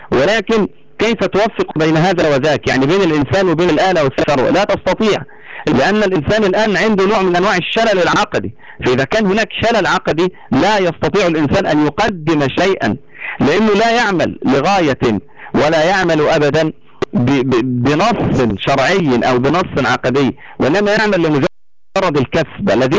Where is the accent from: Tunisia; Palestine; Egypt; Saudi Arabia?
Egypt; يعني مثلا لو أنك نظرت إلى ما يعرف عندنا في مصر باسم أبو كريفة